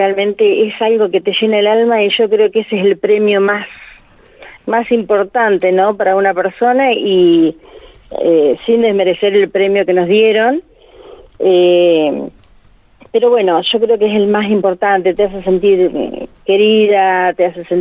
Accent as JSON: {"language": "Spanish", "town": "Uriburu", "region": "La Pampa", "country": "Argentina", "tie": "born or raised there", "said": "de parte de Uriburu, que es mi pueblo, y de acá de Anguil también."}